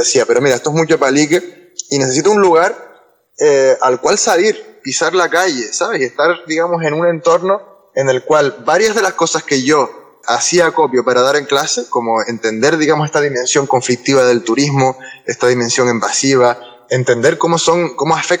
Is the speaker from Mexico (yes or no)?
no; El Tanque, Canary Islands, Spain; born there; also born or lived in Los Realejos; Yo nací en El Tanque y toda mi vida ha sido, pues, me he movido por el norte, he vivido mucho tiempo en Los Realejos